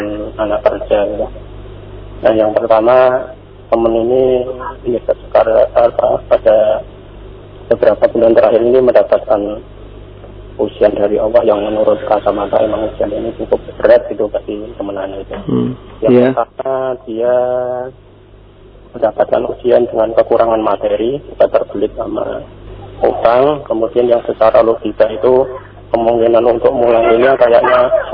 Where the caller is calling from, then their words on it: Cikarang, West Java, Indonesia; saya dari Cikarang.